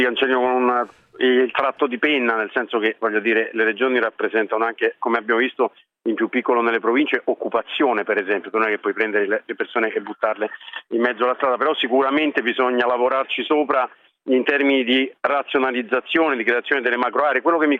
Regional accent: Lazio, Italy; io sono laziale, peraltro di sangue campano

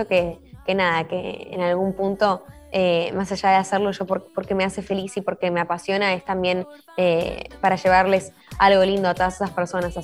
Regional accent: Argentina; porque soy argentina

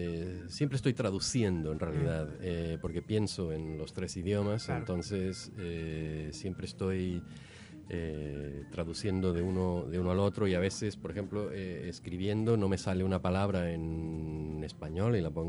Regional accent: Ciudad Juárez, Chihuahua, Mexico; born there; also born or lived in United States; Y nací en Ciudad Juárez, que hace frontera con Estados Unidos. Uh-huh. Entonces, la secundaria, la universidad, todo eso lo hice en Estados Unidos.

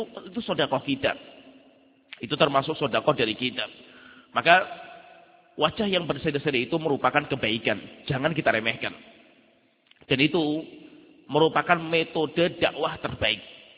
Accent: Salatiga, Central Java, Indonesia; saya sendiri orang Salatiga

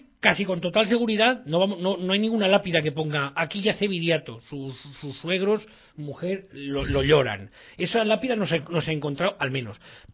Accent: Spain; como español, que me toque la historia me toca las narices

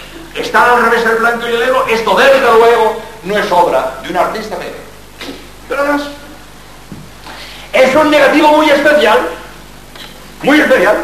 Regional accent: Barcelona, Catalonia, Spain; born there; also born or lived in Madrid; now in Cádiz, Spain; Yo soy catalán, yo nací en Barcelona, mi juventud la pasé en Madrid, pero como jesuita soy andaluz.

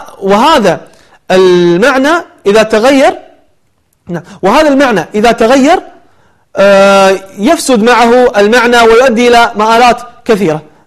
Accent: Kuwait; أو عندنا بالكويت قير المقطوب عليهم قيري

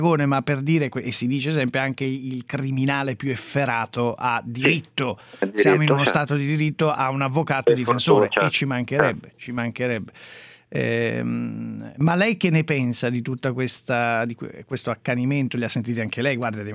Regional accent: Milan, Lombardy, Italy; io sono di Milano, quindi non lo so

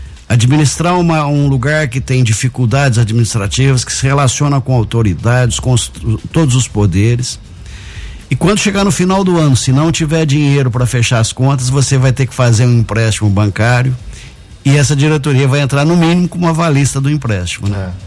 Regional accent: Guaxupé, Minas Gerais, Brazil; Eu sou de Guaxupé mesmo, natural de Guaxupé.

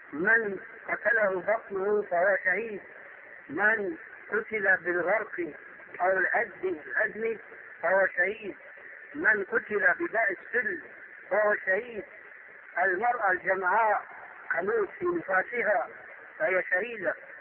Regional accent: Syria; عندنا في سوريا كان شاهد قصة رجل في الحرب

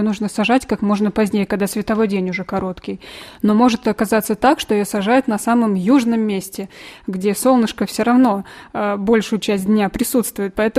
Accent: Vladimir, Vladimir Oblast, Russia; now in Ivanovo, Russia; На самом деле я сама из Владимира. И раньше у нас там во Владимире тоже очень много на огородах было медведки.

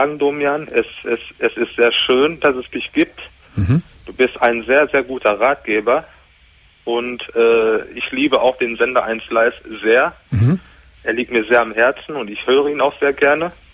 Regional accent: North Rhine-Westphalia, Germany; da ich ja gebürtiger Ruhrpottler bin.

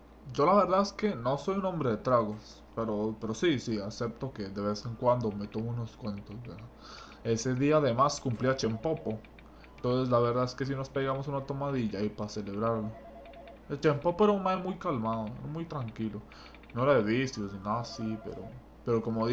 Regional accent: Tucurique, Cartago, Costa Rica; ¿verdad? Para servirle. Yo vengo de Tucurique, de Cartago, ¿verdad? Es un pueblito muy pequeño.

